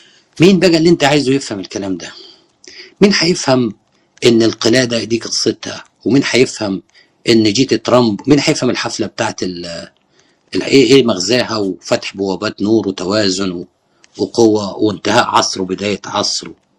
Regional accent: Egypt; بيشوفوا أنه أعظم وسام عندنا في مصر

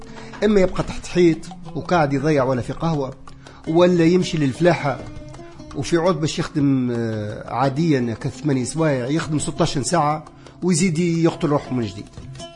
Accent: Souk El Had, Tunisia; أنا في قريتي في سوق الحد

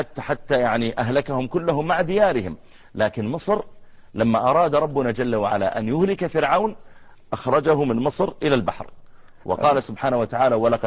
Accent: Saudi Arabia; الجامعات عندنا في المملكة العربية السعودية مليئة بالدكاترة المصريين. أنا أدرس في الجامعة

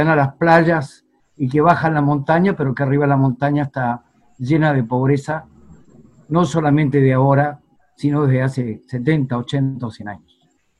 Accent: Chile; yo soy chileno. En realidad yo digo que hoy, a mis 67 años, claro, digo que soy un latinoamericano nacido en Chile.

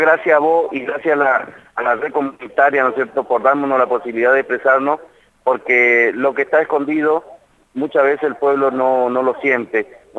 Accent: Argentina; somos negros, o sea, tal vez tenemos olor, pero somos argentinos y somos ciudadanos

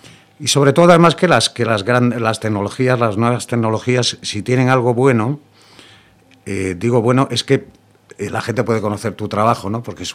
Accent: Corcubión, Galicia, Spain; Somos de Corcubión, totalmente Corcubión a primera división.

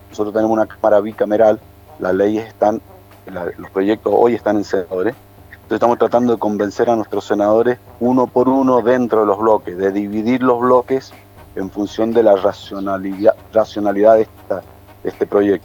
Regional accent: San Carlos, Mendoza, Argentina; mi pueblo, en el centro, en el corazón de la provincia de Mendoza, en San Carlos

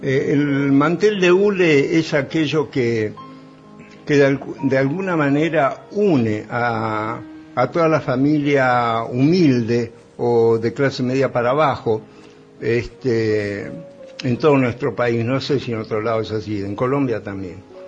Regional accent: Las Catitas, Mendoza, Argentina; Yo nací en Las Catitas, en un pueblito que está a 70 kilómetros de Mendoza, muy desértico, prácticamente dolían los oídos, dolían las orejas de tanto silencio

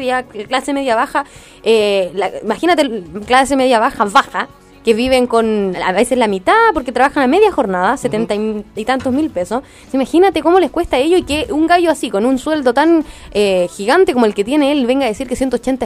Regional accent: Quillota, Valparaíso, Chile; no era de Santiago, ¿no? Yo soy de Quillota

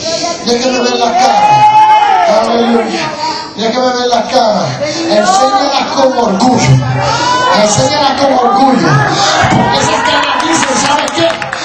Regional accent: New York, United States; Yo vengo de Nueva York, ¿sí? Yo vengo de Nueva York.

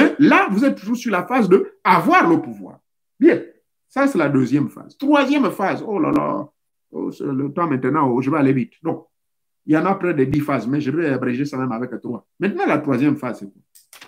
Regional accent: Gabon; Ça existe chez nous au Gabon.

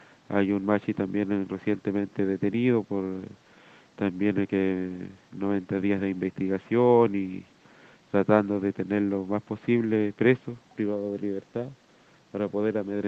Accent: San Juan de la Costa, Los Lagos, Chile; soy machi del Willimapu, del sur del Waimapu, específicamente de provincia de Osorno, comuna de San Juan de la Costa actualmente. Mi lof se llama Kulinco.

